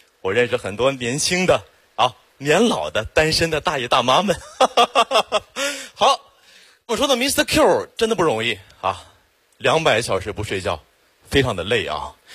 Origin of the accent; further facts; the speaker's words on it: Xiong'an, Hebei, China; 土生土长的雄安人，从小在那长大